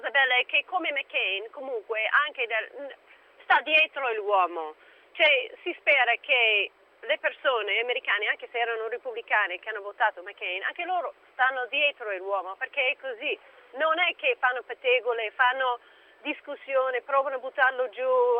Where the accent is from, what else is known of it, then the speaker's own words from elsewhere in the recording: United States; Italian is a second language; now in Milan, Italy; Sì, giusto, ciao, sono americana.